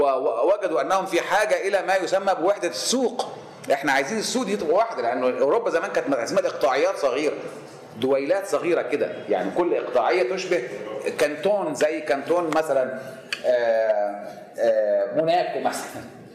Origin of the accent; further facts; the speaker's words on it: Sharqia Governorate, Egypt; أنا مصري بس أنا كمان شرقاوي يا عم، يعني حاجات كده، ها؟ وأنا ابن ريف مش ابن حضر، ابن دلتا مش ابن صعيد، ابن مش ابن بدو، مش ابن وحات أو أمازيغ